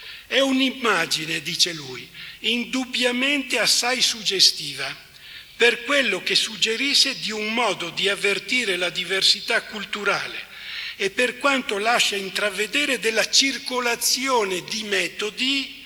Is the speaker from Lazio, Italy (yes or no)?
no; Veneto, Italy; anch'io son veneto, quindi sono vicino anch'io alla Germania